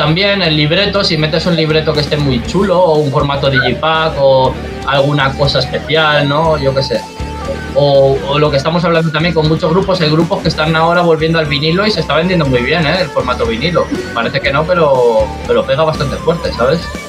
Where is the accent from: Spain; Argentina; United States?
Spain; Valencia, Valencian Community; now in Madrid, Spain; O sea, yo soy de Valencia, conozco un montón de grupos valencianos